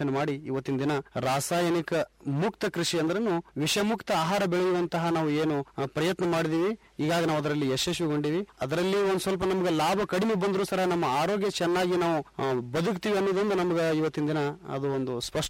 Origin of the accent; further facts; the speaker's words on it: Karnataka, India; ಇಂಡಿ ತಾಲೂಕು ಸಾಕಿ ನಾದ್ಕೇಡಿ ನನ್ನ ಗ್ರಾಮ. ನಾನು ಒಬ್ಬ ಯುವ ಕೃಷಿಕ.